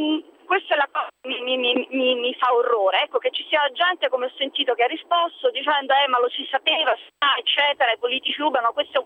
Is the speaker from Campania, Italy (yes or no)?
yes; Naples, Campania, Italy; Io sono napoletana